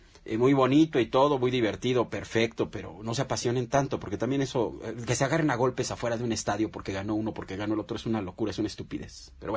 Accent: Mexico; nosotros qué creemos que se puede hacer como mexicanos para parar todo esto

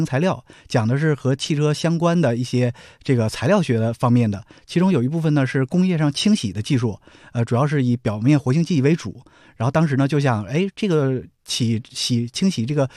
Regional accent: Weihai, Shandong, China; 我家是威海的

